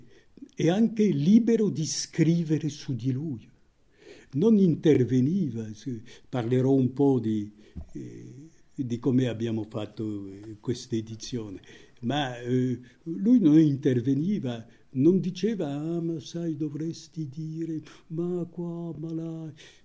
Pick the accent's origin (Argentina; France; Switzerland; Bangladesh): France; Italian is a second language; visto che io sono francese